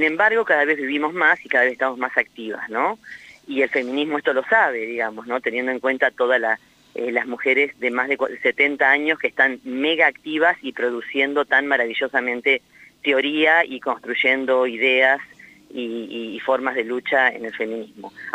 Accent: Pehuenco, Buenos Aires, Argentina; Somos tres mujeres de Pehuenco, una de Dorrego y otra de Río Negro, de Choile.

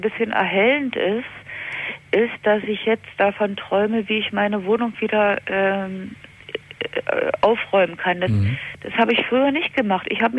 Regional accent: East Germany, Germany; Also ich bin in der DDR aufgewachsen

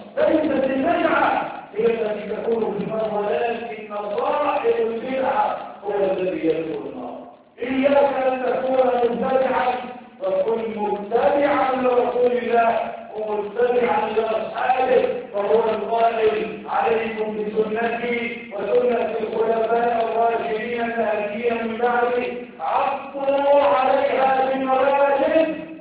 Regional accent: Egypt; اللهم اجعل بلدنا مصر بلد امن وامان

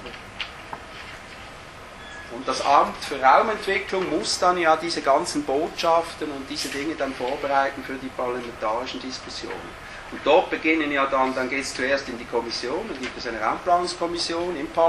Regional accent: Switzerland; Bei uns in der Schweiz vielleicht etwas zu viel geschliffen wird, oder?

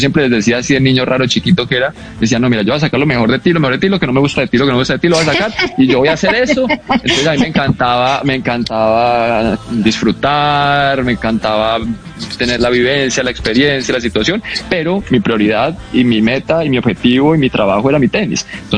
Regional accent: Bogotá, Colombia; moved away as an adult; fue como a los 18 que me fui de Bogotá, pues, y de Colombia, empecé a ir mucho a Estados Unidos

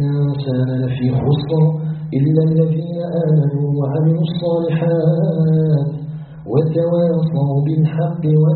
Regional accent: Algeria

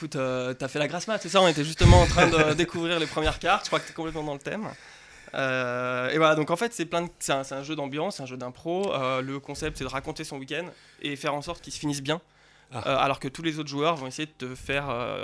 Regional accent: Centre, France; je viens pas d'ici, je viens pas de Nancy. Je viens de loin, là, j'étais dans le centre de la France.

